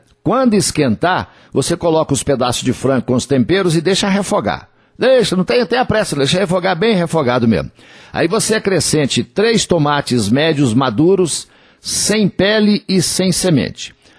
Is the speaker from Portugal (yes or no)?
no; Coromandel, Minas Gerais, Brazil; Dia 5 de julho tem show de … no Parque de Exposições Antônio Dagger, lá na minha terra, em Coromandel, na Festa do Leite, na Feira do Leite